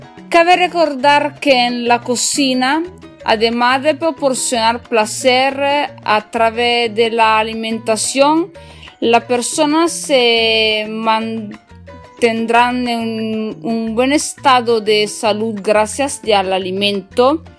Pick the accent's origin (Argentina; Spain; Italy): Italy; northern Italy; Spanish is a second language; yo soy italiana del norte de Italia, estudio español da sola y perdonadme si voy a hacer un poco de mala pronunciación